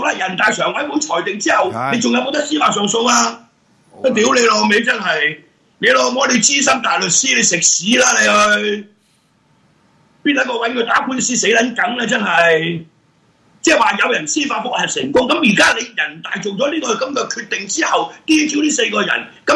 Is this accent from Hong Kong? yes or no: yes; Hong Kong; 在我們香港人的理解，普通法的理解是 rule of law 嘛